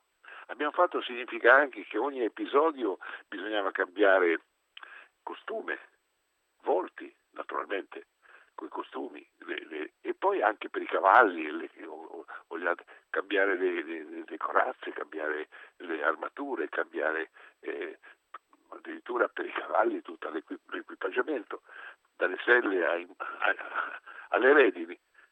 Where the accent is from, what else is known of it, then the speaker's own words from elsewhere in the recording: Genoa, Liguria, Italy; io sono genovese